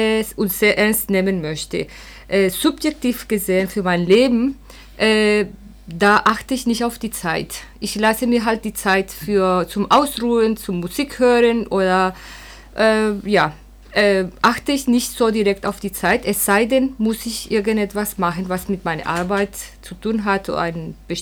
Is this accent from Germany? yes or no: no; Colombia; ich komme aus Kolumbien